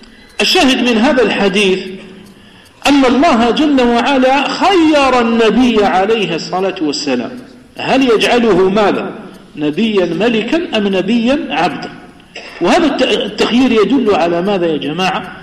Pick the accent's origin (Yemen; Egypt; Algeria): Algeria; Kabylie; Arabic is a second language; فنحن أصلا أنا لست عربيا، أنا أعجمي، أنا قبائلي، قبيلي مش عربي.